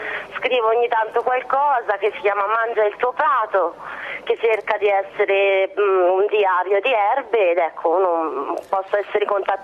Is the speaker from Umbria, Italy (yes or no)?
no; Pienza, Tuscany, Italy; Io sono di Pienza, provincia di Siena, e dalle nostre parti c'è comunque una tradizione legata alla raccolta delle erbe spontanee